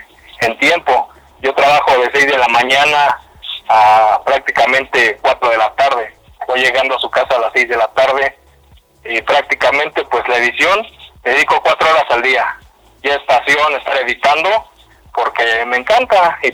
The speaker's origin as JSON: {"language": "Spanish", "town": "Nicolás Romero", "region": "State of Mexico", "country": "Mexico", "said": "Yo soy Nicolás Romero, Estado de México"}